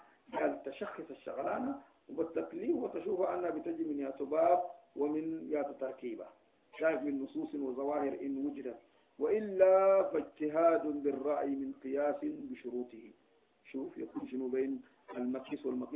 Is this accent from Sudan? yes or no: yes; Sudan; moved away; اللي انا شلتها معايا من السودان مشيت اوروبا